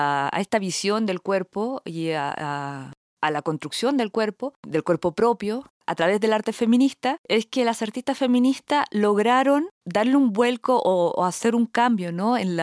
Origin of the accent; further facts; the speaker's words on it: Chile; Yo particularmente, que soy chilena, o sea, nací en Chile